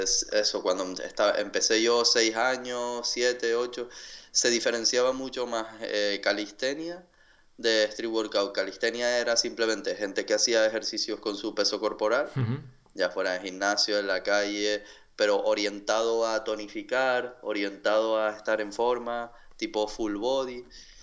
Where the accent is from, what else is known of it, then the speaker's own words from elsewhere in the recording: Tenerife, Canary Islands, Spain; soy de Tenerife, de las Islas Canarias. Tengo 30 años